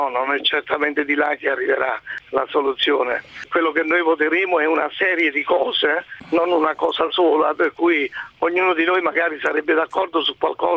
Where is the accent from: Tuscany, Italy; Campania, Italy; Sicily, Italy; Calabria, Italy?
Campania, Italy; Naples; Per esempio Napoli, io sono napoletano